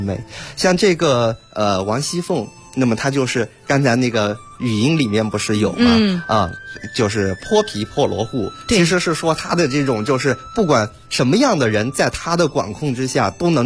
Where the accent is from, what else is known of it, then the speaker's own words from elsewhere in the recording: Yunnan, China; 云南，那是亚热带地区，但是所有的那个少数民族妇女，包括像我们这个汉傣哈，傣族的一支，